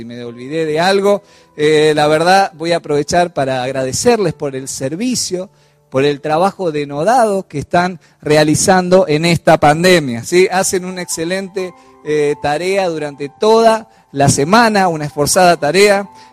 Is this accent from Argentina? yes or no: yes; Argentina; no sé si como latinos o como argentinos que somos